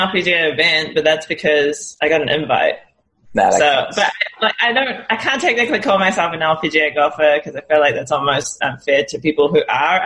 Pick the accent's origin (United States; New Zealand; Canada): New Zealand; So obviously I'm from New Zealand.